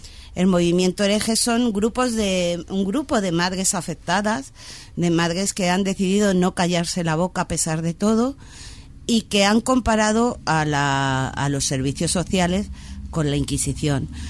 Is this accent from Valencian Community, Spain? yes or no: no; Madrid, Community of Madrid, Spain; Y mi barrio, yo soy de Orcasitas, y en mi barrio hay una calle donde los barrenderos entran con escortas.